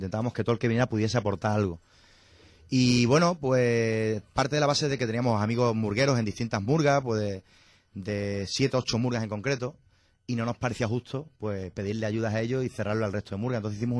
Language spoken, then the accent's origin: Spanish; Zafra, Extremadura, Spain; ninguno somos de Badajoz. Uh-huh. Miguel es de Cádiz, de Conil de la Frontera, Jorge es cacereño y yo soy de Zafra. Y por la vida, pues terminamos todos en Badajoz